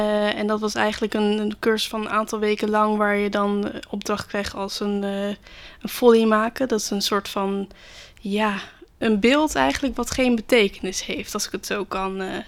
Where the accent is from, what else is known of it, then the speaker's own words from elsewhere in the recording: Rotterdam, South Holland, Netherlands; ben 21 jaar. Ik kom uit Rotterdam. Woon ook nog gezellig bij mijn ouders.